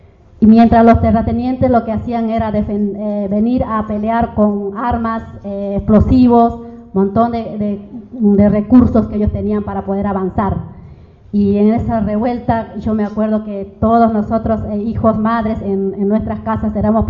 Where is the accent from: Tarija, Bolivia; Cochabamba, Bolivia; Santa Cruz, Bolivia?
Santa Cruz, Bolivia; also born or lived in Sucre; Yo soy de Sucre, nací en Sucre, pero fui radicada en Santa Cruz, porque, bueno, mi padre se fue a Santa Cruz y terminé siendo radicada más en su mayoría ahí. Pero siempre viviendo en la parte más campesina, en los pueblos más alejados de la ciudad